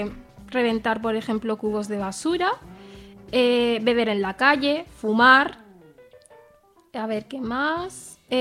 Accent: Spain; born there; gente como yo, que hemos nacido aquí, no somos españoles, para empezar

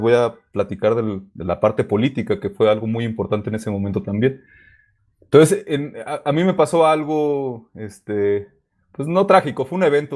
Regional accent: Ensenada, Baja California, Mexico; moved away as an adult; now in Mexico City, Mexico; Crecí hasta los 18 años en Baja California y de ahí me vine acá a la Ciudad de México.

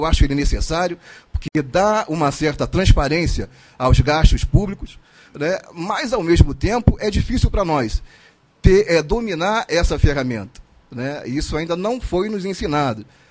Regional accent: Rio de Janeiro, Brazil; localizada na zona portuária do Rio de Janeiro

